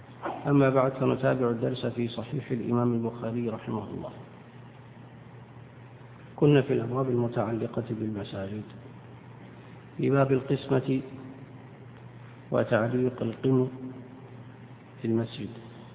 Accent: Eastern Province, Saudi Arabia; إنما البحرين تطلق الآن على ما يعرف عندنا بالأحساء أو المنطقة الشرقية

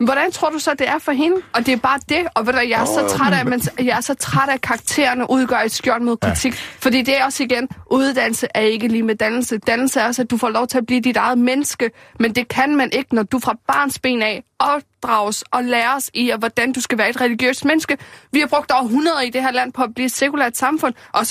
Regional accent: Amager, Capital Region of Denmark, Denmark; hun bor derude på Amager, hvor jeg voksede op.

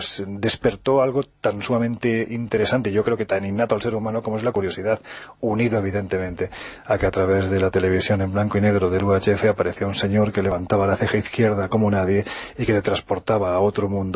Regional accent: Jaén, Andalusia, Spain; cuando me pongo delante de un micrófono casi un resorte en mi cabeza hace que me quite mi acento, yo soy de Jaén. Y en Jaén, evidentemente, cuando yo tenía apenas mis 12 añitos

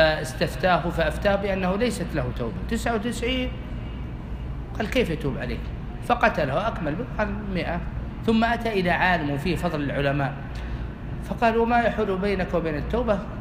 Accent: Al-Qassim, Saudi Arabia; هذا وجدته في عندنا في القصيم

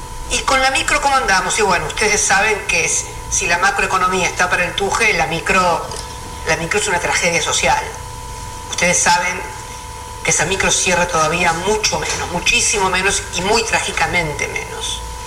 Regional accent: Argentina; nos deben ocupar tanto como argentinos y como militantes

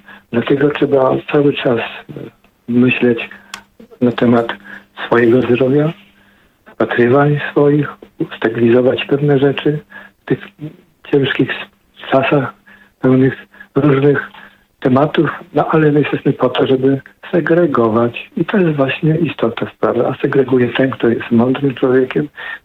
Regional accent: Poznań, Greater Poland Voivodeship, Poland; born there; also born or lived in Vancouver / Ottawa; now in Gdynia, Poland; jestem poznaniakiem, urodzonym w Poznaniu. Kocham Gdynię, bo tu mieszkam. Kocham Poznań, bo tam się urodziłem. Kocham Vancouver, kocham Ottawę, gdzie mieszkałem w Kanadzie.

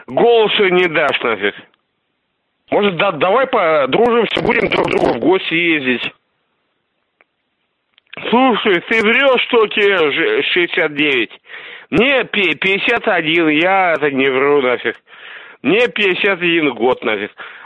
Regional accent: Russia; Ну, я-то не из Украины, я из России.

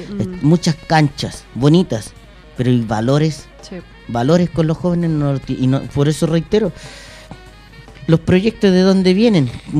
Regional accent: Puente Alto, Santiago Metropolitan Region, Chile; also born or lived in La Pintana; Yo soy de Puente Alto, soy nacido, criado, mis padres papeleros, mis abuelos papeleros, todo el rato.

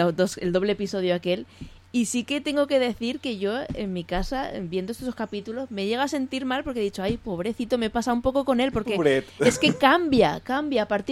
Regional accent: Castilla-La Mancha, Spain; yo me considero manchega. He estado muchos años viviendo en Ciudad Real

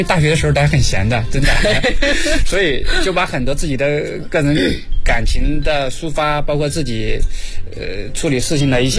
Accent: Henan, China; 小的时候我家里在大山里嘛，因为我老家是河南的嘛

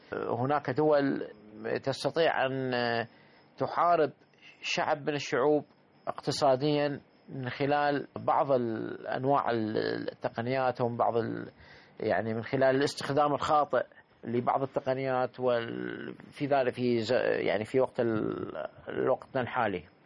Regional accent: Iraq; احنا عندنا بالعراق

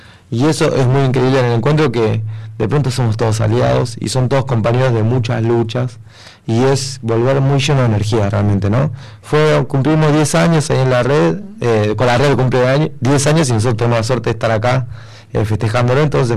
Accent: La Rioja, Argentina; accent: Riojano; Tengo un acento riojano, si se han dado cuenta.

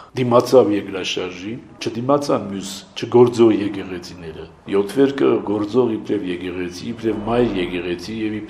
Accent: Gyumri, Shirak, Armenia; Ես գալիս էի տուն իմ ընտանիքին այցելության, որտեւ ես Գյումրից եմ։

